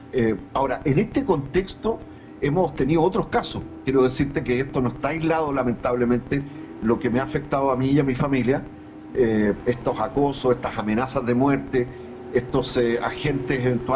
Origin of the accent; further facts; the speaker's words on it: Chile; creo que es preocupante como chileno, y creo que no es solo mi caso